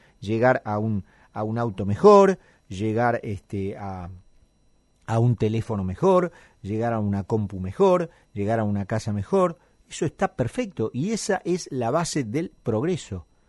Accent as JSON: {"language": "Spanish", "country": "Argentina", "said": "a la que tan afectos somos los argentinos"}